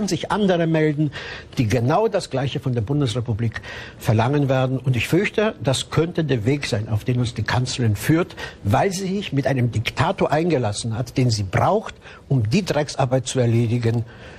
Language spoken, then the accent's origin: German; Cologne, North Rhine-Westphalia, Germany; Ich bin ja in Köln groß geworden